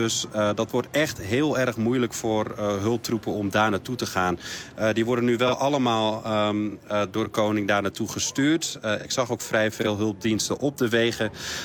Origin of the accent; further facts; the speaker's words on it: Morocco; now in Netherlands; Dat is in tegenstelling tot heel veel Marokkanen in Nederland waar wij vandaan komen. De meesten komen uit het Rif. Wij komen daar uit de Hoge Atlas.